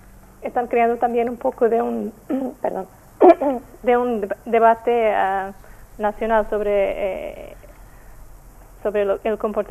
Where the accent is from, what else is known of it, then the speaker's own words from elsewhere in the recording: Portugal; Spanish is a second language; Soy portuguesa.